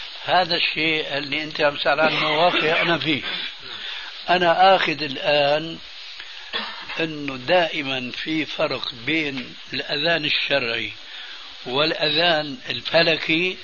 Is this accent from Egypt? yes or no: no; Damascus, Damascus Governorate, Syria; كما يقولون عندنا في الشام،